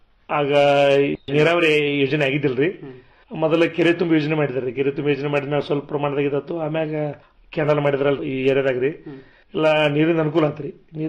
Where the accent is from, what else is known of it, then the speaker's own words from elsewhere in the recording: Kankanawadi, Karnataka, India; ಮೂಲತಃ ನಮ್ಮೂರು ಜಮಖಂಡಿ ತಾಲೂಕಿನ ಕಂಕನವಾಡಿ ಗ್ರಾಮ ರೀ. ಅಂದ್ರೆ ನಮ್ದೆಲ್ಲ ಅವಿಭೂತ ಕುಟುಂಬ ರೀ.